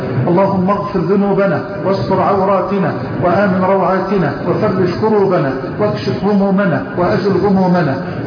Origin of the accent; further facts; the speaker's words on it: Egypt; اللهم اجعل بلدنا مصر راحة للأمن والأمان